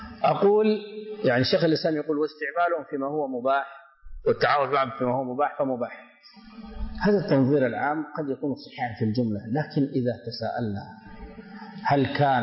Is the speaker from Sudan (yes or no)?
yes; Sudan; عندنا في السودان أعرف أشخاصا بأسمائهم أصيبوا بالسحر